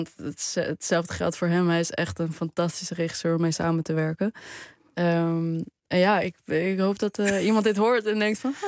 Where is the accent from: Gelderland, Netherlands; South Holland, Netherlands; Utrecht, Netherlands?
Gelderland, Netherlands; Arnhem; Want ik kom uit Arnhem, ben er opgegroeid.